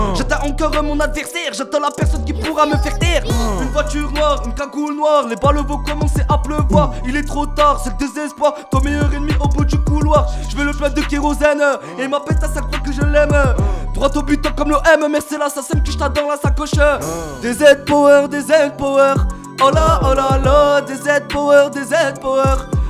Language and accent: French; Algeria; c'est dédicace à mon pays d'origine, l'Algérie.